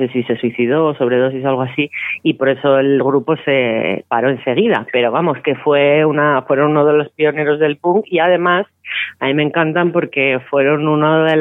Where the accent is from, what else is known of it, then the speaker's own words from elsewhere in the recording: Vallecas, Community of Madrid, Spain; como digo yo, que soy de Vallecas